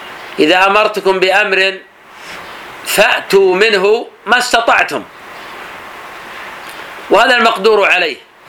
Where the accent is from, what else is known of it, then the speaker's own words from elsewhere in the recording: Najd, Saudi Arabia; كما يفعل الآن بعض الناس في عادة عندنا في نجد